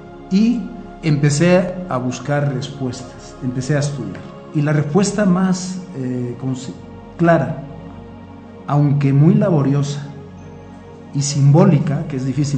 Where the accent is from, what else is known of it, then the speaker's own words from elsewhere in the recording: Spain; yo soy originario de España y gran parte del año me lo pasaba en Asturias, que es la zona del norte de España, y estaba cerca del mar.